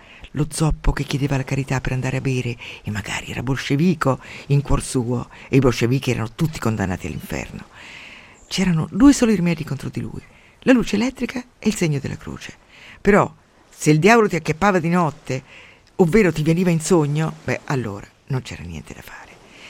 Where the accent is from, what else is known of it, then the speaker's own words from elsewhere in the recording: Umbria, Italy; Mi sembra di stare al mio paese, nell'alta valle del Tevere, dove c'era la nebbia 8 mesi all'anno e tutti erano piegati in 2 di reumatismi. Io avevo molta paura, come tutti i bambini, avevo molta paura della nebbia